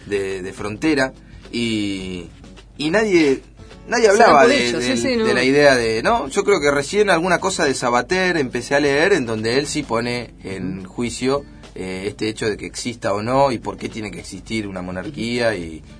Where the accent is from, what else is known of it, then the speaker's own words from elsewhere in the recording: Argentina; Siempre era uno como visitante o como argentino descendiente de, porque muchos de nosotros tenemos abuelos o bisabuelos españoles